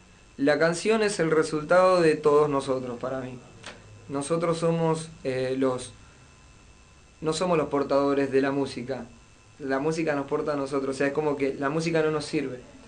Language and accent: Spanish; Mendoza, Argentina; now in Buenos Aires, Argentina; Yo soy mendocino.